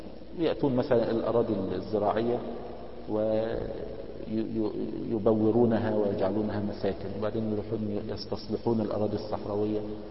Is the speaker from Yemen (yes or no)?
no; Egypt; now in United States; يعني عندنا في مصر حول يعني معونات من الدول الأجنبية